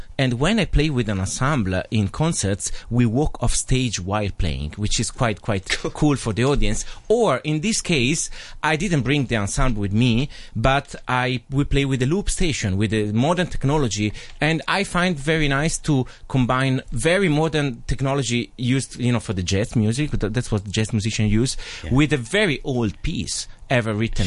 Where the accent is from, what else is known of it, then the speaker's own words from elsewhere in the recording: Cremona, Lombardy, Italy; because just you mentioned that I come from Cremona